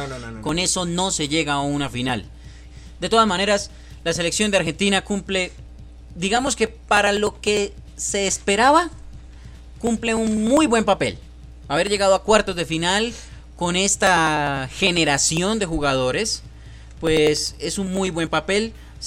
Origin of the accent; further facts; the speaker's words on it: Colombia; soy colombiano, ¿no?